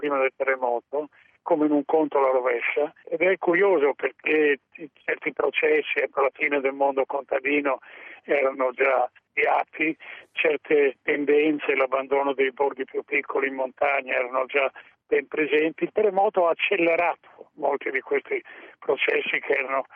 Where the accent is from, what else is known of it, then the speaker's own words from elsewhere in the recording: Friuli-Venezia Giulia, Italy; Ero stato, essendo friulano